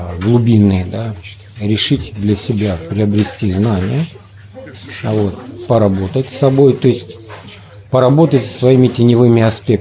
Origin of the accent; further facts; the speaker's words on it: Moscow, Russia; Я из Москвы.